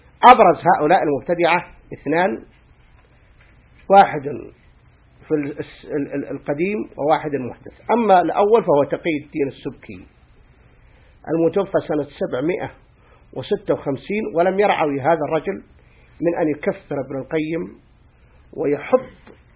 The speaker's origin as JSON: {"language": "Arabic", "country": "Egypt", "said": "قال هذه اسمها عندنا في مصر أو نطلق عليها الكاسوسة الحسناء،"}